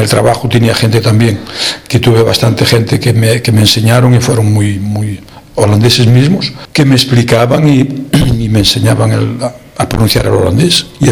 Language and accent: Spanish; Galicia, Spain; moved away as an adult; now in Netherlands; yo soy de Orense, de un pueblecito de cerquita de Orense. Hacíamos la vida mucho en la capital. Trabajaba en la capital, trabajaba en Orense mismo